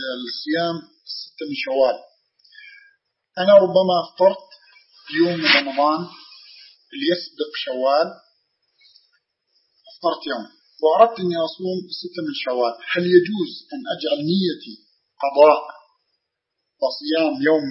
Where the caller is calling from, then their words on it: Canada; ثم أرسلته الفلوس أنا من كندا فوصلت بعد العيد